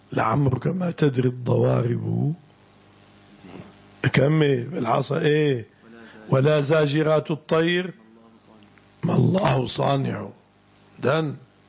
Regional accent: Syria; البعصة اسم مكان هنا عندنا في الشام.

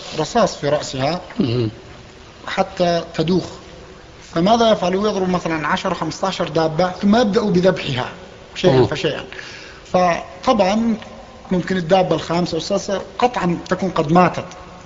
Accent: Palestine; now in Canada; أنا من فلسطين.

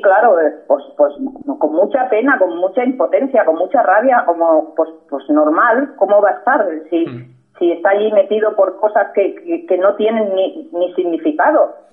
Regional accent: Catalonia, Spain; Somos simplemente catalanes y españoles. Y amamos nuestra patria y nuestra bandera. Y nuestra Cataluña.

